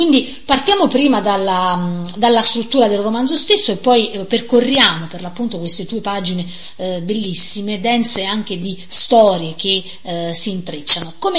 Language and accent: Italian; Campania, Italy; accent: Cilentan dialect; il mio dialetto cilentano, in parte anche napoletano